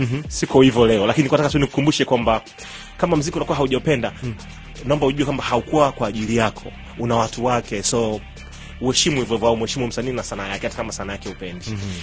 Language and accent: Swahili; Tanzania; Mimi ndio Mtanzania wa kwanza ambaye nilirudi kutoka South Africa